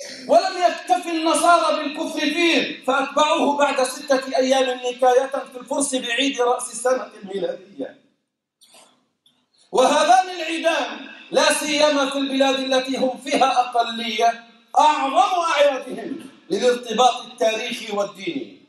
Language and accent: Arabic; Jordan; لما يروج له في بلدنا الأردن